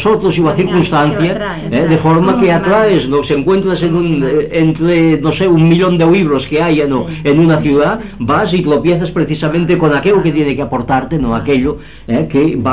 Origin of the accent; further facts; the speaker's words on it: Girona, Catalonia, Spain; José María Gironella, que como sabéis es de mi pueblo, de Gerona